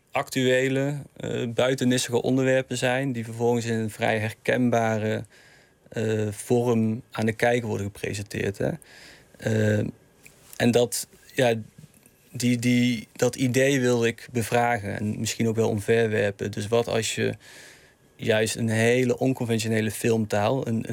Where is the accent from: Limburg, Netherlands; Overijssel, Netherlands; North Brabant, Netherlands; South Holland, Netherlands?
North Brabant, Netherlands; Eindhoven; Toen heb ik in Eindhoven, waar ik in de buurt waar ik ben opgegroeid, een soort voorstudie gedaan.